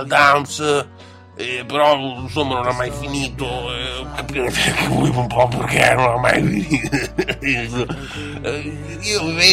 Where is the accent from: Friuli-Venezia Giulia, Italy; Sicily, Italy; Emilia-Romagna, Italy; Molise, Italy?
Emilia-Romagna, Italy; Bologna; siamo entrambi di Bologna